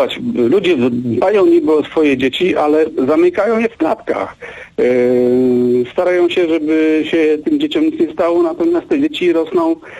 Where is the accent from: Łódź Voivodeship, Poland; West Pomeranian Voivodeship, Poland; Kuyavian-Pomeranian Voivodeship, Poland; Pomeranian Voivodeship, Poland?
Łódź Voivodeship, Poland; Łódź; Ja jestem łodzianinem i takie sytuacje były.